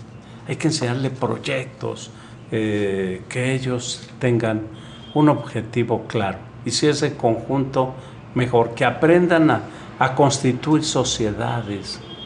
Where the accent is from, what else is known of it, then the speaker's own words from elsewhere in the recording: Tlaquepaque, Jalisco, Mexico; Ah, pues es mi paisano, yo soy de Tlaquepaque.